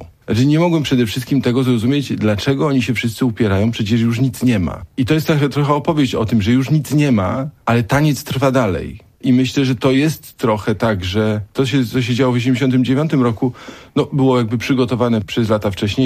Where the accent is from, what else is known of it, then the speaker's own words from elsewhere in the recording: Gniezno, Greater Poland Voivodeship, Poland; Ja jestem z Gniezna.